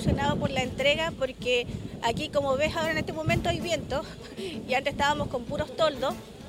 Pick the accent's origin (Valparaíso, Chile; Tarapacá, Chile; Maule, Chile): Valparaíso, Chile; Quintero; somos todos de Quintero